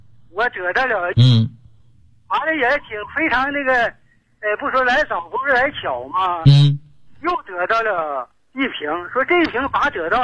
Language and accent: Chinese; Zhaodong, Heilongjiang, China; 我是来自黑龙江省肇东市的